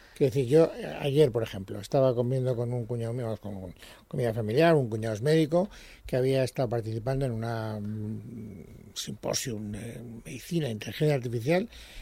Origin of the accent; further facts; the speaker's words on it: Castellón, Valencian Community, Spain; born there; en Castellón, que es donde yo nací